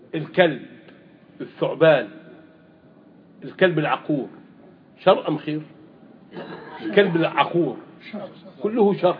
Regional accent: Egypt; ماذا طبقت في الشريعة عندنا في مصر الآن سنتين؟

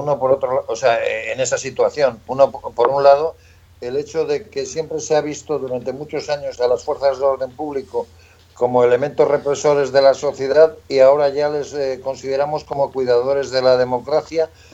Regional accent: Basque Country, Spain; como vasco, como persona que vivió todo el nacimiento del movimiento pacifista vasco con Gesto por la Paz, Basta Ya y de las víctimas del terrorismo.

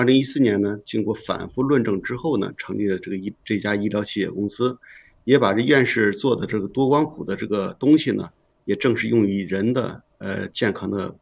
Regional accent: Shijiazhuang, Hebei, China; 我是来自河北石家庄的

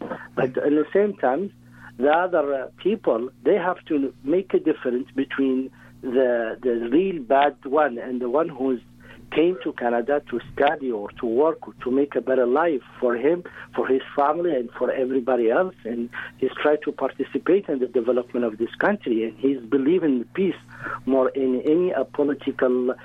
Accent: Mauritania; English is a second language; I'm coming from the desert. I'm coming from Mauritania. I'm coming from what is this huge land of Muslim country where is peace

